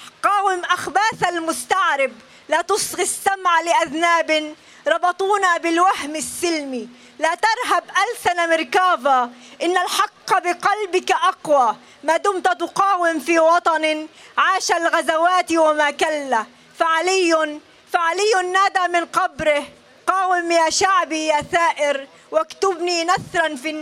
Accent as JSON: {"language": "Arabic", "country": "Palestine", "said": "هو جزء من نضالنا كفلسطينيين وجزء من التحرير"}